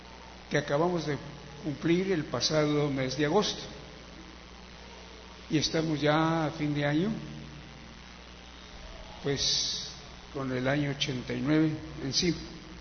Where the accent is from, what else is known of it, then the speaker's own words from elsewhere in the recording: Mexico City, Mexico; also born or lived in Hidalgo; perdido en la Ciudad de México. Aunque no nací en el Distrito Federal, sino en el estado de Hidalgo, pero buscando el bienestar, el pan para vivir humanamente, mis padres arribaron a la Ciudad de México en mayo de 1935.